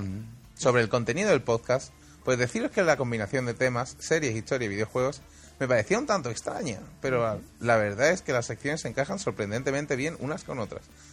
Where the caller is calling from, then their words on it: Barcelona, Catalonia, Spain; de Barcelona. Y os escucho más o menos desde el principio del año.